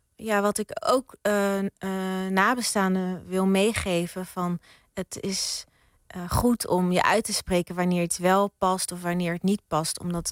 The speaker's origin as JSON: {"language": "Dutch", "town": "Rotterdam", "region": "South Holland", "country": "Netherlands", "tie": "born or raised there", "said": "Ja, ik ben opgegroeid in Rotterdam. Echt een geboren en getogen Rotterdammer. Mijn moeders familie woont in Drenthe."}